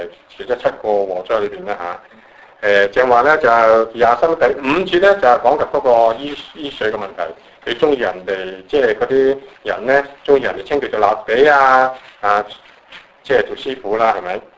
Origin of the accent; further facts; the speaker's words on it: Guangdong, China; 我哋廣東人，我哋講地拖，國語人講咩咧？唔係拖地喎，係拖把嚇。當然，即係我哋話教剪，佢哋話剪刀